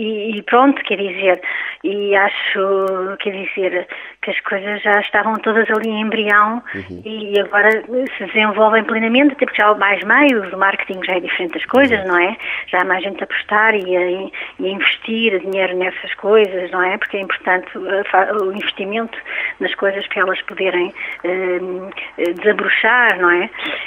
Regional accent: Portugal; Enquanto músicos portugueses, não é? E enquanto portugueses até.

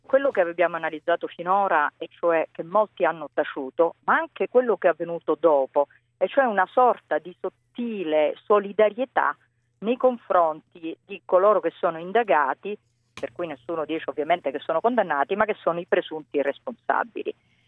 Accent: Palermo, Sicily, Italy; sono nata a Palermo, ho vissuto 30 anni a Palermo, quindi lo dico da persona del Sud.

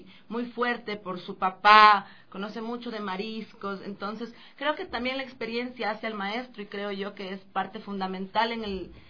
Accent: Ecuador; el vernos como ecuatorianos

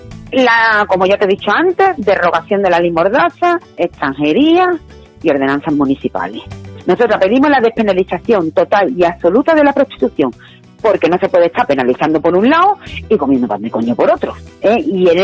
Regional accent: Spain; yo como soy española, a mí no me pueden estar obligando a ejercer la prostitución.

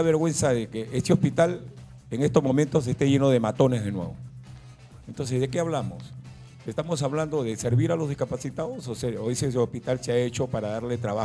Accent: Lima, Peru; now in Callao, Peru; Yo no soy chalaco, yo soy de los barrios altos, pero tengo 45 años viviendo en el Callao.

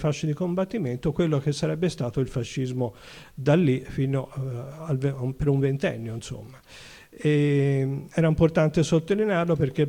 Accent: Florence, Tuscany, Italy; now in Livorno, Italy; io sono un fiorentino trasferito a Livorno

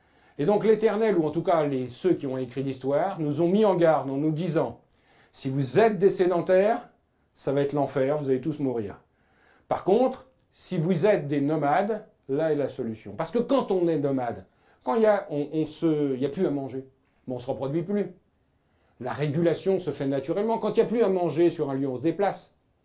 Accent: France; Nous, on imagine en tant que Français moyen

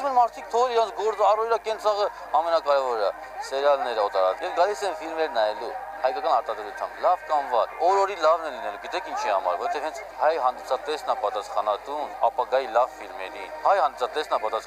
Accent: Stepanakert, Azerbaijan; Ես ինքս Ստեփանակերտից եմ

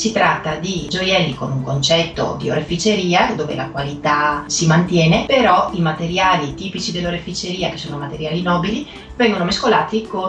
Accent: Vicenza, Veneto, Italy; Sono nata nella provincia di Venezia e sono cresciuta a Vicenza.

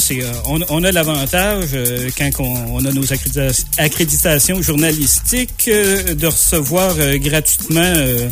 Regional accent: Quebec, Canada; donc c'est pas écrit sur mon visage que je suis Québécois, que je suis Canadien.

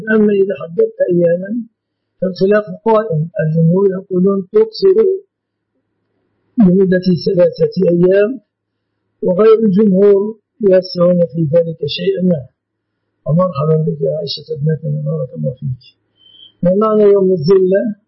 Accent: Egypt; لأن الذهب في مصر في بلادنا مصر من الصداق

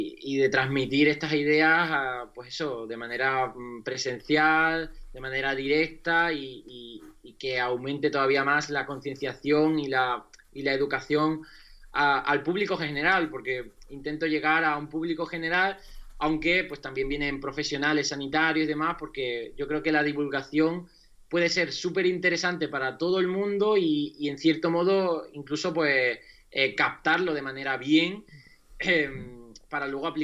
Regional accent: Huelva, Andalusia, Spain; Ya he hecho aquí uno este fin de semana en mi tierra, en Huelva

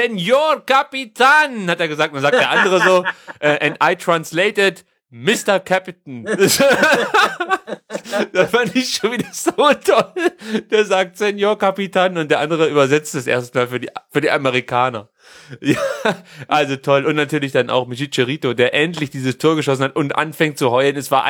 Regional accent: Mexico; Ich bin ja Mexikaner.

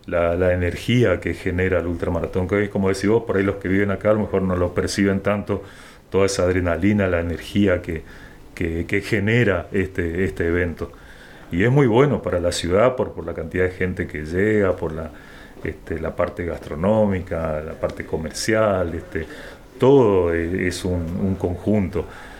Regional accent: San Ignacio, Misiones, Argentina; qué más quisiera en mi pueblo, en San Ignacio, tener una pista.

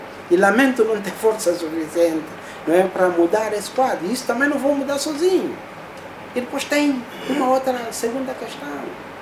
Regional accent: Angola; eu, por exemplo, sou do Casqueiro do Buraco.

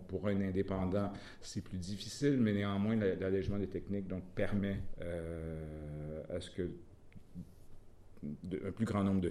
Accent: Quebec, Canada; je peux dire au moins que chez nous, au Québec, on constate un intérêt

